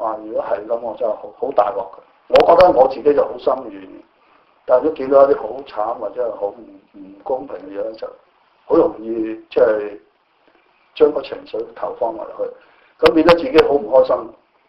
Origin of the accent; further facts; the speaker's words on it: China; 就好像我們中國人的傳統都是不會說靠政府養或者去等他老人院